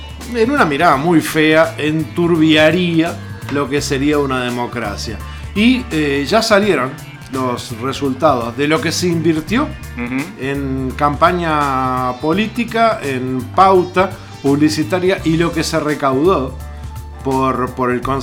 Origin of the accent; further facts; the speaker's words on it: Uruguay; nosotros tenemos que sentirnos orgullosos como uruguayos